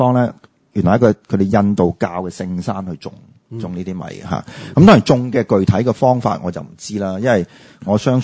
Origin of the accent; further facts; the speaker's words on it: Guangdong, China; 但係我哋廣東人就。绝对冇问题。